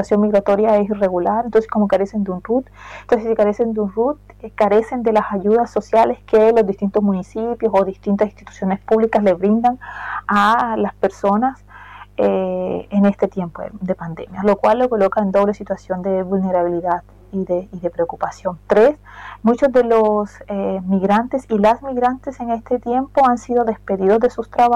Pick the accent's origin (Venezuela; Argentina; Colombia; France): Colombia; porque yo soy colombiano.